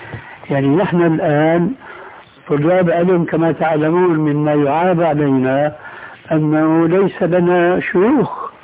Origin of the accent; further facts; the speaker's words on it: Syria; كما يقولون عندنا في سوريا ما عندهم عمل إلا سند الحيطان أو إلقاء رجل على رجل